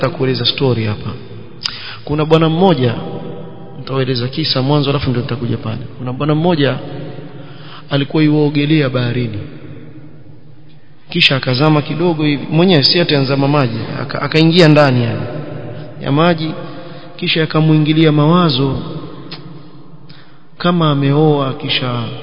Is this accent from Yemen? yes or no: yes; Seiyun, Hadhramaut, Yemen; Mimi natoa mfano wa kule kwetu kwa sababu haya mambo shayao na kule. Na najua yafanyika. Sayun.